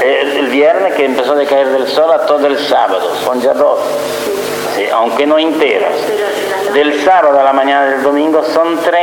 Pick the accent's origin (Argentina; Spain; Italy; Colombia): Italy; Spanish is a second language; moved away; Y el que yo estudié de niño en Italia añadía una palabra